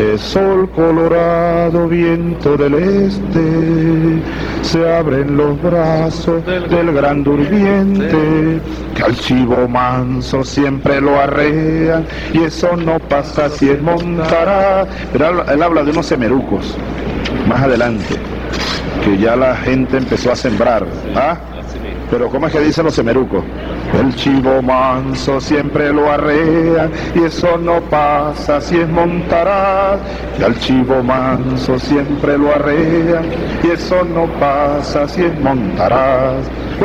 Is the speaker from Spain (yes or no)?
no; Los Llanos, Venezuela; ¿Será porque soy llanero?